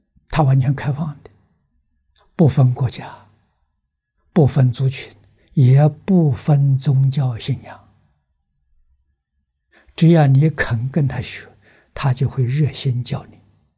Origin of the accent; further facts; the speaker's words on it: China; 我们中国人要饭啊，中国人叫乞丐教化的啊